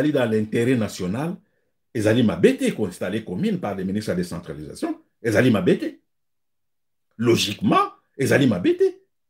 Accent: DR Congo; Moi, je suis Congolais

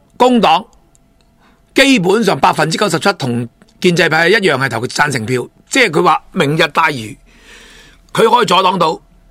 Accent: Hong Kong; 诚诚实实话俾我哋香港人听，唔好将个政治议题炒作。

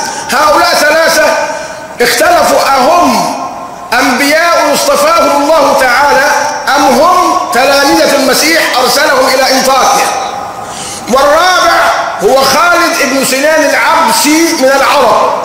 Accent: Egypt; حتى عندنا كمصريين نقول ضرائر

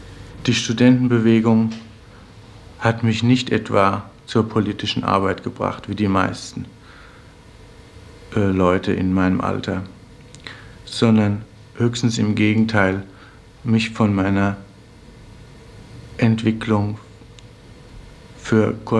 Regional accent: Frankfurt, Hesse, Germany; Ich lebe in Frankfurt, weil Frankfurt in einem ganz besonderen Sinne meine Heimatstadt gewesen ist und immer noch ist.

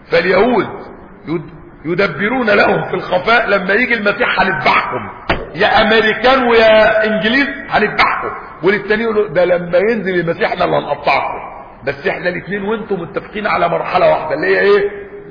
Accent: Egypt; وحتى عندنا في مصر وبلادنا يقول لك ولاد اصول، يعني احنا ناس ولاد اصل

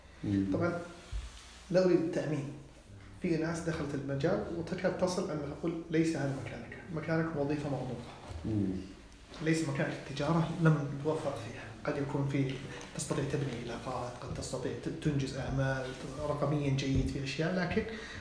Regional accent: Saudi Arabia; إنه ما تتخذ الدور السائد اللي أنا سعودي معناته أنا اللي مجرد السعودي

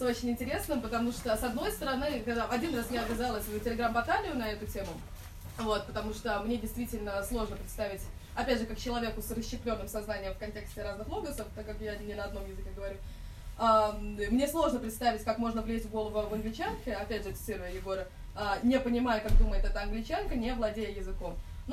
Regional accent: Moscow, Russia; Родилась, выросла в Москве, родилась на Соколе, в Савеловском районе. Вот. А фамилия у меня белорусская, папа наполовину белорус, ну, с Беларуси. Вот, наполовину из Омска, старобрядцы Поморы.

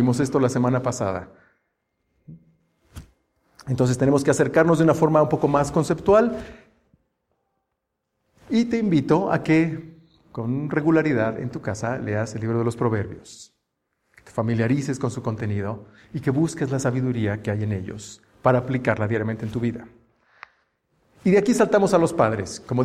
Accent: Mexico; como mexicanos sabemos que también se refiere a la actitud de las personas

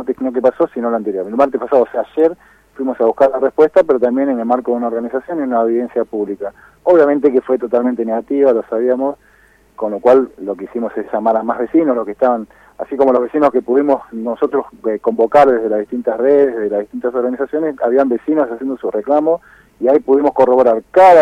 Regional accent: Moreno, Buenos Aires Province, Argentina

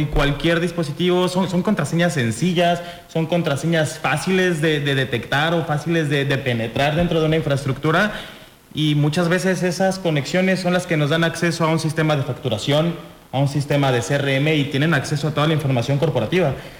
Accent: Mexico City, Mexico; Sí, nosotros venimos de la Ciudad de México.

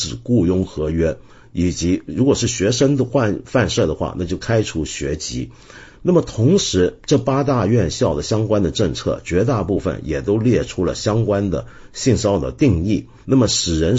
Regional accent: Hong Kong; 我平常批评最猛几十年来都是我自己的城市，我的老家香港

